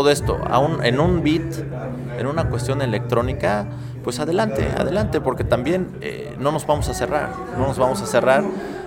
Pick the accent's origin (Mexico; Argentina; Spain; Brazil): Mexico; lo que nos podemos apropiar siendo mexicanos